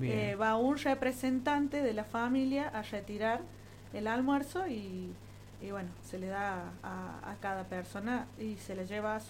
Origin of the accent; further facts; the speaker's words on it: Cruz del Eje, Córdoba, Argentina; Sí, somos de Cruz del Eje las dos. Yo vivo en Barrio Villa El Aine, he vivido ahí toda mi vida.